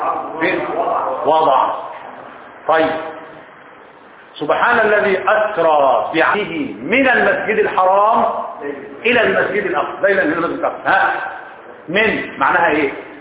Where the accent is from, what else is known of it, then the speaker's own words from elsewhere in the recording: Egypt; بيقولوها المصريين صح ما انا منهم انا مصري برضه